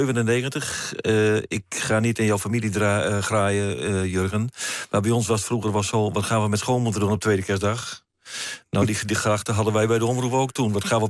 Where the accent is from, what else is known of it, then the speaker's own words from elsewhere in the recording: Het Bilt, Friesland, Netherlands; Ik kom zelf van Het Bilt. Die gemeente bestaat niet meer, is door samenvoeging opgeheven. Maar dat Bilt heeft een eigen taal.